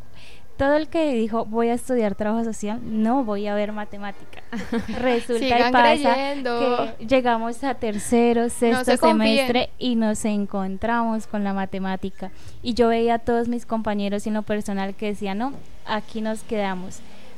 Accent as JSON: {"language": "Spanish", "region": "Meta", "country": "Colombia", "tie": "born or raised there", "said": "yo no crecí en Mapiripán, sino más abajo de Mapiripán. O sea, está Mapiripán y como a 3-4 horas queda el pueblo en que yo crecí. Entonces, digamos, es como para decir, yo vivo por esos lados, pero yo vivo más abajo."}